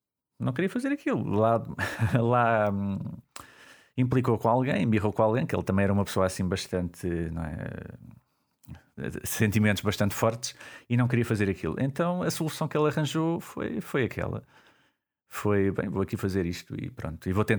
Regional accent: Coimbra, Portugal; Eu sou de Coimbra.

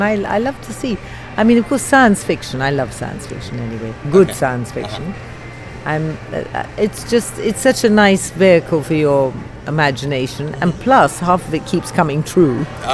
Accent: India; born there; I was born in India, so I very much appreciate hot and humid.

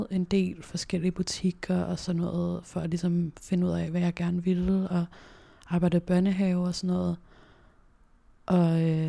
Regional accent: Copenhagen, Capital Region of Denmark, Denmark; jeg har faktisk altid boet på Nørrebro, født og opvokset på Nørrebro.

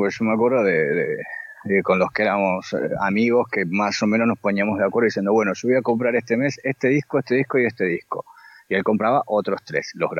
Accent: San Fernando, Buenos Aires Province, Argentina; also born or lived in Olivos; cuando nos mudamos ya de San Fernando a Olivos, que estaba muchísimo más cerca del centro, era como vivir en plena capital

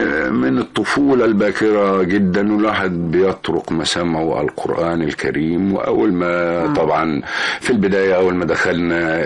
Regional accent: Cairo, Cairo Governorate, Egypt; also born or lived in Kafr Shalshalmun; إن أنا جيت من القرية شاب كبير ودخلت معهد التمثيل، إنما الحقيقة إن أنا اتربيت في مصر، لأني والدي الله يرحمه كان عمدة في قريتنا.

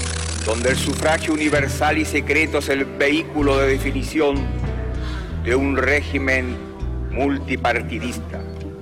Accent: Chile; Vengo de Chile, un país pequeño, pero donde hoy cualquier ciudadano es libre de expresarse como mejor prefiera.

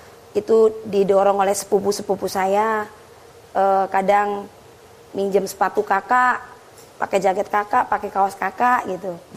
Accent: Jakarta, Indonesia; born there; Saya pun juga lahir di Jakarta, lahirnya di Jakarta.

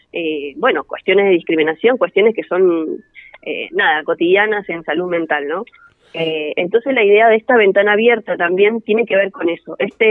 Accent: Bariloche, Río Negro, Argentina; yo soy de Bariloche

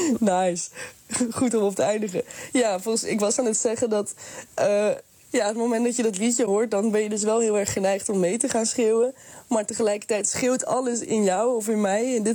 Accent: Netherlands; toen ik jong was, klasgenootjes zagen me ook niet als Nederlander. Terwijl ik ben wel een Nederlander. Dus op een bepaald moment ga je denken, ik ben half Surinaams.

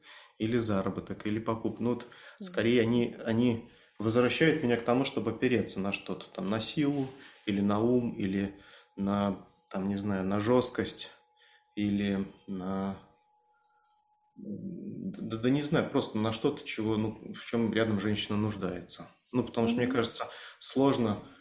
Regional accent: Belarus; я из Беларуси, соответственно, партизанские корни, может, так сказываются.

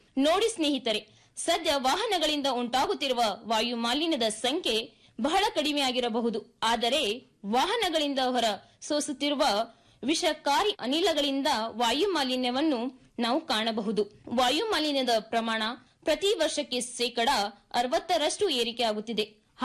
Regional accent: Karnataka, India; ನಾನು ಮೂಲತಃ ಕಲಬುರಗಿ ಜಿಲ್ಲೆಯವಳಾಗಿದ್ದು

